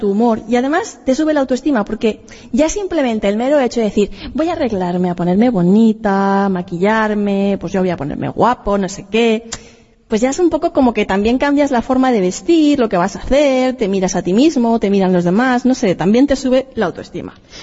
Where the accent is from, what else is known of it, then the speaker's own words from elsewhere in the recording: Monforte del Cid, Valencian Community, Spain; Yo soy de Monforte de Cid, soy alicantina, tenemos fiestas de moros y cristianos